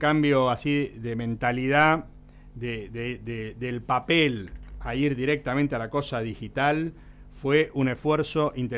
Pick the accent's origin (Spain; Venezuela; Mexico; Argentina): Argentina; Y bueno, sí, somos todos argentinos.